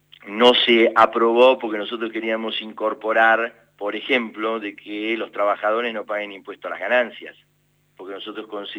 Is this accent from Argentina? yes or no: yes; Argentina; no peleándose con nosotros que somos argentinos y que queremos vivir en paz